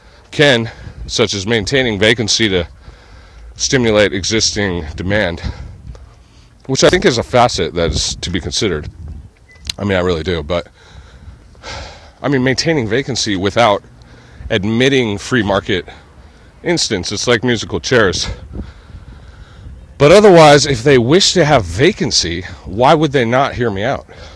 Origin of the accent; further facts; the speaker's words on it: California, United States; I'm a Californian, true and true. I'm just a hometown fool.